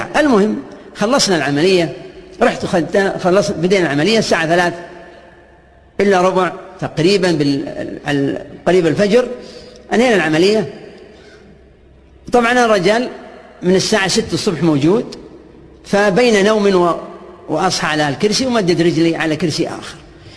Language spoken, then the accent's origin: Arabic; Al Majmaah, Riyadh Province, Saudi Arabia; أنت من وين؟ أنا من المجمعة.